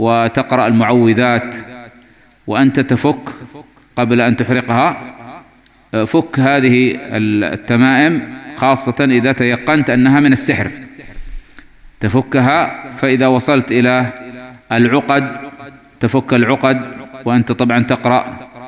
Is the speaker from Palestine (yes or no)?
no; Yemen; نحن عندنا في اليمن نفتقد إلى قوة هذا الإنترنت.